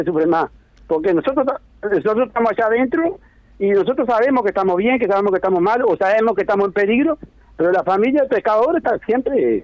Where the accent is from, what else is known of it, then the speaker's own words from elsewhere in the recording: Libertad, San José, Uruguay; now in Kiyú, Uruguay; Yo soy de Libertad. Y de Libertad me trasladé para Quillú acá.